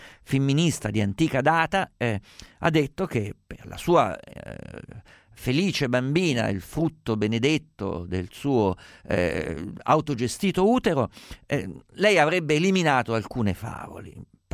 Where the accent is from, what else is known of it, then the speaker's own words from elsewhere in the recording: Perugia, Umbria, Italy; Essendo io perugino, sopra casa mia a Perugia hanno costruito una fantastica Disneyland dei poveri